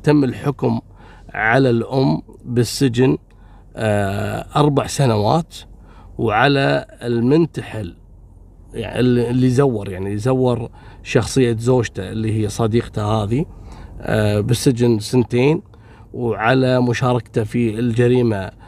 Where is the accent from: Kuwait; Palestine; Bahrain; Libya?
Kuwait; يا جماعه بقول لكم شيء، عندنا في الكويت قانون